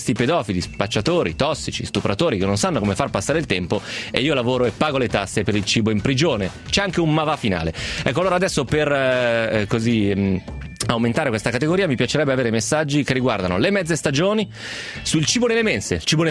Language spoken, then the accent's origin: Italian; Romentino, Piedmont, Italy; io sono di Romentino, e quindi o mi viene in mente il Ticino o mi viene in mente la Valsesia.